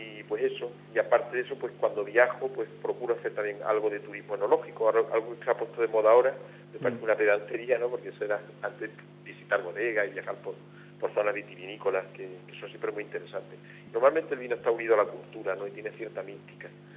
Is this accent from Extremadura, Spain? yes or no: yes; Extremadura, Spain; Un cariño tremendo. Yo mi tierra la adoro. La amo con locura.